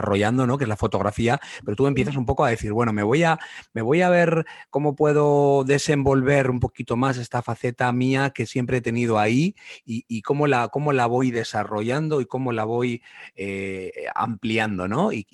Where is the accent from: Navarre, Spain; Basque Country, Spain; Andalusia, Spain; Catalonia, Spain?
Basque Country, Spain; Bilbao; also born or lived in Madrid / Lisbon; yo que soy de Bilbao, viviendo en Madrid, también regresé después de 12 años y luego me ha pasado posteriormente cuando he estado viviendo en Portugal, en Lisboa, y regresar por segunda vez a Bilbao